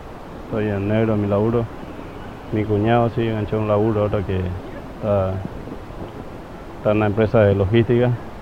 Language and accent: Spanish; Paraguay; now in Argentina; Yo en mi caso soy extranjero, soy paraguayo y tengo amigos acá en el barrio que son paraguayos